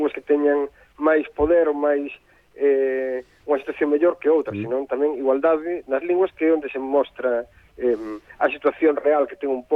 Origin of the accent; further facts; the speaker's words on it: Galicia, Spain; queremos vivir como, como galegos e actuar como galegos e ser galegos simplemente